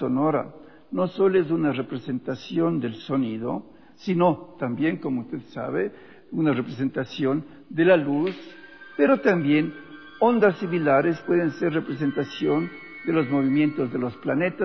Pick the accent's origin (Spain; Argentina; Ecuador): Ecuador; Quito, Pichincha; born there; nací en el Ecuador, en Quito precisamente en 1938